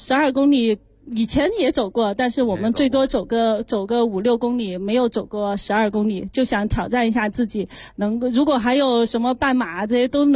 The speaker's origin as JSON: {"language": "Chinese", "region": "Guizhou", "country": "China", "tie": "born or raised there", "said": "当然最爱自己的家乡啦，在这里也给我的家乡贵州打个广告吧"}